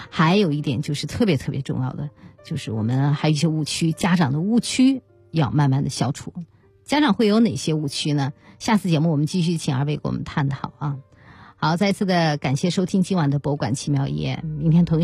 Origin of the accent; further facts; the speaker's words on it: China; 我们中国人常说一句话啊，说艺术的熏陶。